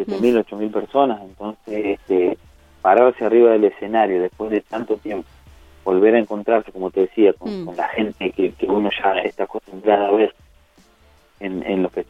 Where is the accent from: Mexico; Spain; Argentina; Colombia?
Argentina; Victorica, La Pampa; Exacto, ayer estuve en mi pueblo, en Victorica